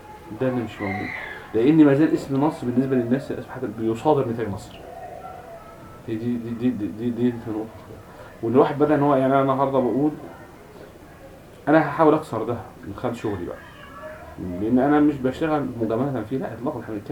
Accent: Egypt; ان الدراسات اللغويه عندنا في مصر

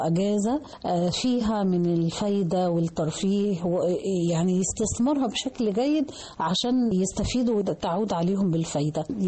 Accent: Egypt; الحاجات الجميلة اللي هي بتميزنا كمصريين

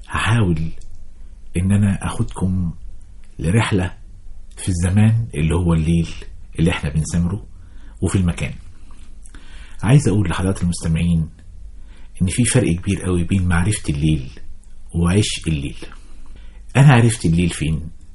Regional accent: Kafr El Sheikh, Kafr El Sheikh Governorate, Egypt; أنا أخدت دراستي الابتدائية في بلدنا كفر الشيخ، وكان لليل فيها ملمح قوي جدا.

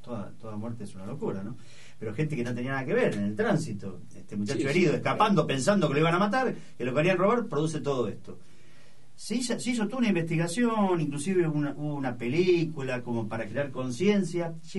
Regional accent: La Matanza, Buenos Aires Province, Argentina; Vengo de La Matanza, estamos podridos de ver cómo resuelven la estadística.

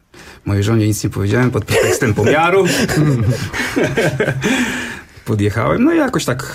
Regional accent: Masovian Voivodeship, Poland; moved away; Bo ja pochodzę spod Ciechanowa, tam zaczęło się od bluesa, można powiedzieć. Przeprowadziłem się do Tczewa.

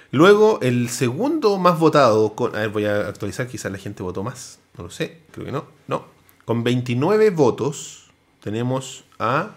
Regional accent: Chile; no somos de Brasil, weón. Somos de Chile.

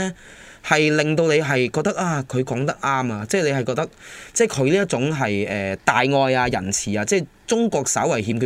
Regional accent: Hong Kong; 我哋都系香港人啦、

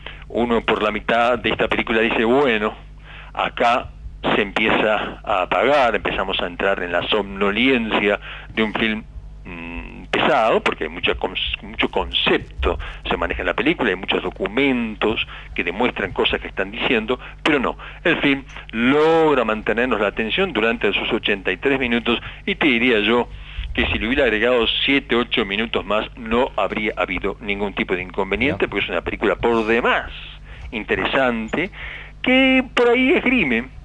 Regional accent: Uruguay; buscar en las raíces de lo que somos como orientales, como uruguayos

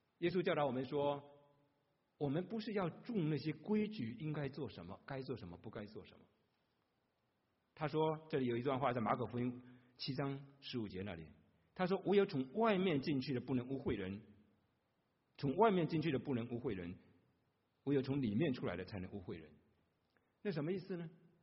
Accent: Fuzhou, Fujian, China; accent: Fujian Mandarin; first language Fuzhounese; Chinese is a second language; 那就是我们福州人讲的普通话，我们的语言里面福州话没有佛这个音，所以我们只有挥来挥去，是飞来飞去的。

